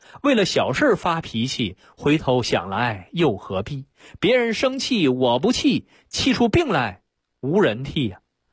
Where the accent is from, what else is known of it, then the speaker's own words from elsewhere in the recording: China; 那么我们中国人其实很早就提出来叫上士养心，下士才养病